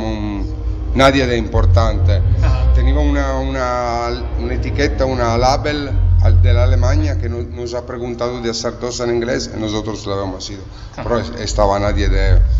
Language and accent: Spanish; Italy; Spanish is a second language; porque nosotros somos italianos